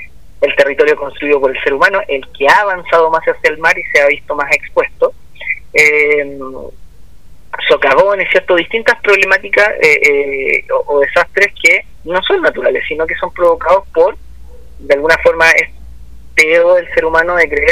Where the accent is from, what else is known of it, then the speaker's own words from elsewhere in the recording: Viña del Mar, Valparaíso, Chile; aquí en Viña del Mar, yo soy de Viña del Mar, pongo el caso